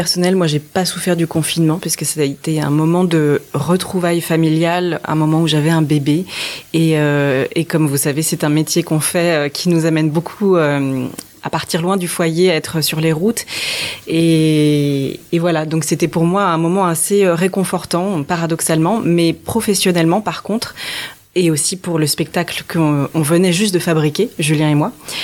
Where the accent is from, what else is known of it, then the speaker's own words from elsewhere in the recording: French Polynesia; also born or lived in Nantes / Saint-Étienne / Paris suburbs; je vis depuis 10 ans en banlieue parisienne. Mais avant cela, j'ai fait mes études à Saint-Étienne. Avant cela, je suis née à Nantes. Je suis bretonne de cœur. Mais aussi avant cela, j'ai grandi en Polynésie française.